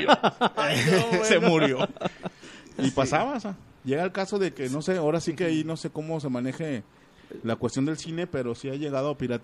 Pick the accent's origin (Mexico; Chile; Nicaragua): Mexico; Pero da la casualidad de que somos mexicanos